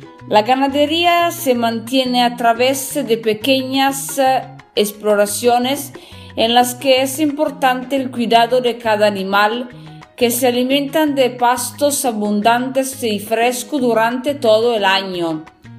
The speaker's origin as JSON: {"language": "Spanish", "region": "northern Italy", "country": "Italy", "second_language": "Spanish", "said": "soy italiana del norte de Italia, soy una cocinera, trabajo, estudio para aprender más sobre este trabajo, estudio español por el mismo y me perdonen si voy a hacer un poco de mala pronunciación."}